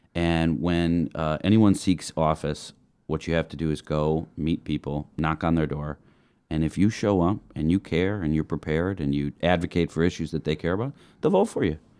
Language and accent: English; Maple Bluff, Wisconsin, United States; now in Milwaukee, United States; I grew up in Maple Bluff, a graduate from Edgewood High School, and I went to Marquette.